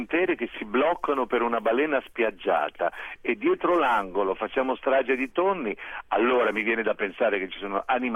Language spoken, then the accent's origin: Italian; Liguria, Italy; io voglio dire che sono ligure, ma ci sono dei piatti liguri meravigliosi